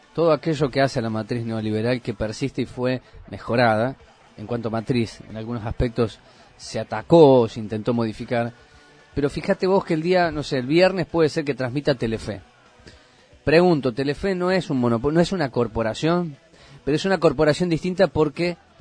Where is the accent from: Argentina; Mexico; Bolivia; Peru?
Argentina; de que todos los argentinos podemos ver los 10 partidos de televisión, por la televisión, del fútbol argentino.